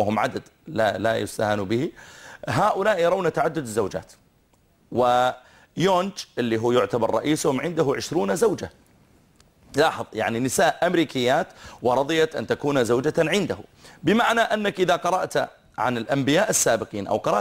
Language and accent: Arabic; Saudi Arabia; نحن عندنا في السعودية